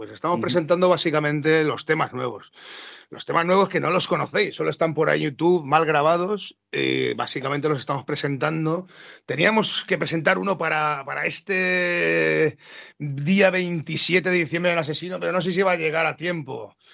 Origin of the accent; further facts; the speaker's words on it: Valencian Community, Spain; somos del sur de Valencia